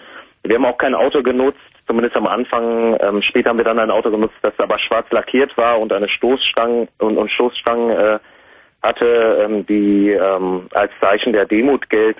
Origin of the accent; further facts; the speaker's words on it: Germany; Ich bin Deutscher, ja.